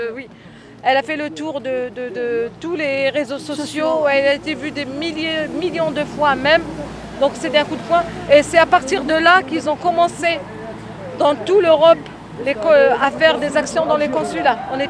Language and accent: French; Algeria; si on vous laisse rentrer au consulat, on est algérien, on est interdit de rentrer au consulat